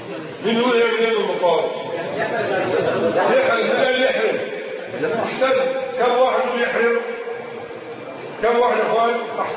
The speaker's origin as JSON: {"language": "Arabic", "country": "Egypt", "said": "اللي احنا بنسميه مصري الزعبوط"}